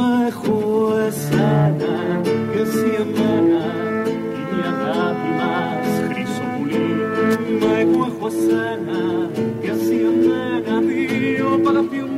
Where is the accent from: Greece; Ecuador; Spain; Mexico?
Greece; Yo soy griego.